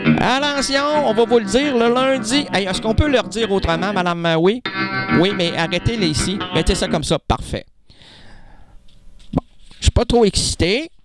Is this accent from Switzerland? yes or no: no; Quebec, Canada; Tu sais, moi au moins, je suis québécois. Je suis content d'être québécois